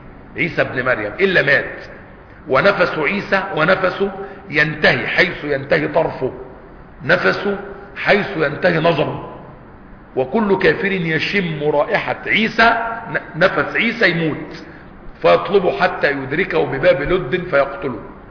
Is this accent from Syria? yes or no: no; Egypt; وحتى عندنا في مصر وبلادنا يقول لك ولاد اصول